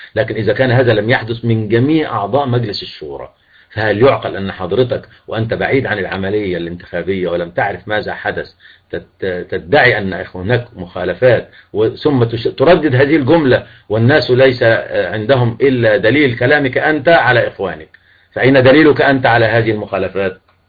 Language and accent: Arabic; El Mahalla El Kubra, Gharbia, Egypt; born there; also born or lived in Zagazig / Beni Suef / Yemen; انا مسلم مصري اتولدت في المحلة واحب كل اهل مصر وكل وعشت في الزقازيق وعشت في بني سويف وعشت في اليمن